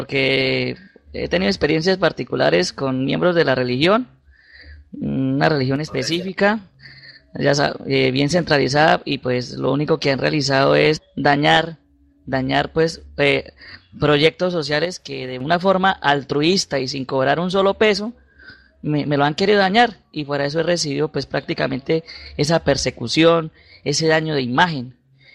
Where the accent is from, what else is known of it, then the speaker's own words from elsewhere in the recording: Cúcuta, Norte de Santander, Colombia; Yo soy de Norte de Santander, específicamente de la ciudad de Cúcuta.